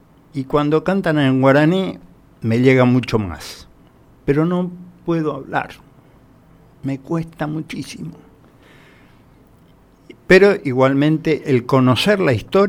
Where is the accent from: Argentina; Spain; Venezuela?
Argentina; Misiones; me dijeron, ¿vos sos paraguayo? No, decía, soy misionero.